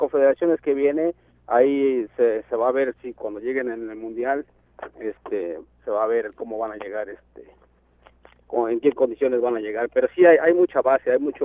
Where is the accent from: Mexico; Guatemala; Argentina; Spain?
Mexico; No, pues fíjate que uno como, por ejemplo, siendo mexicano, ¿verdad?